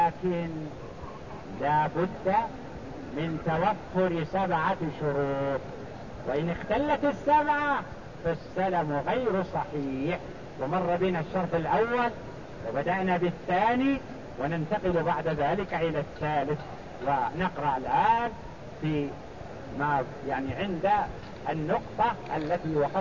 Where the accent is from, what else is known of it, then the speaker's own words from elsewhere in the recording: Mecca, Makkah Province, Saudi Arabia; يعني عندنا في مكة هذا نقول هذا جيد